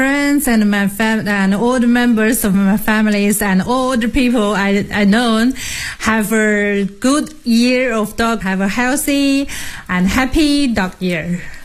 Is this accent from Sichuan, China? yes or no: no; Shanghai, China; English is a second language; now in Cambridge, United Kingdom; I come from Shanghai.